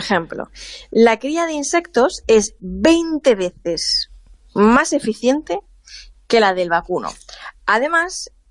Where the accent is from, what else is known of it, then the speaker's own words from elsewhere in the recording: Levante, Spain; en mi pueblo, en mi zona, en los pueblos de interior, por esta zona de Levante y del sur mediterráneo